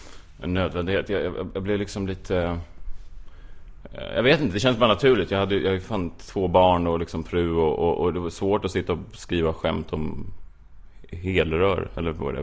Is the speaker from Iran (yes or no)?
no; Stockholm, Stockholm County, Sweden; alla mina första skämt var att jag var från Östermalm och att alla andra klubbar låg på Söder